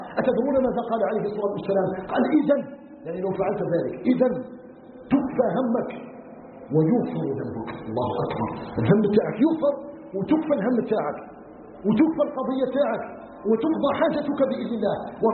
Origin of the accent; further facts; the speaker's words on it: Algeria; أن يجعل بلدنا الجزائر بلدا آمنا مطمئنا